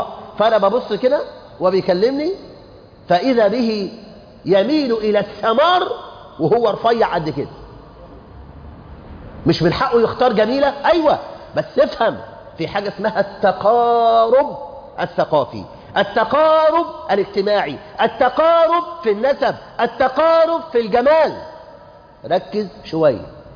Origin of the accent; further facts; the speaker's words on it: Egypt; إن عندنا في مصر الآن مش ألوف